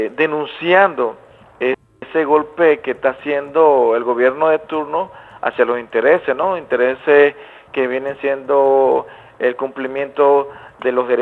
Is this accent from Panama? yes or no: yes; Panama; hemos estado aquí en Costa Rica en los últimos tiempos dándole cobertura a esto, pese a que nosotros somos de Panamá